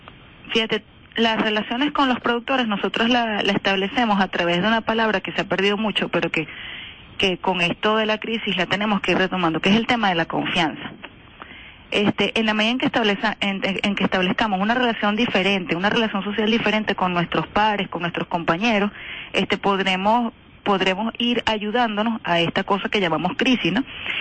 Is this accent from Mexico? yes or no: no; Venezuela; nosotros tenemos una estructura de consumo como venezolanos que fue impuesta.